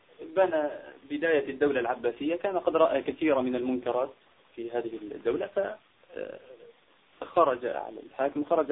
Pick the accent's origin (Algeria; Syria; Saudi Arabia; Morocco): Algeria; عندنا في الجزائر